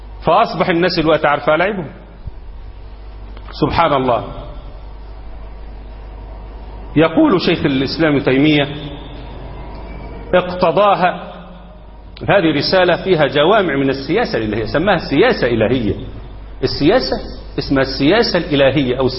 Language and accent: Arabic; Egypt; إنما احنا عندنا في مصر لما عملوا الدستور قالوا مصر دولة إسلامية،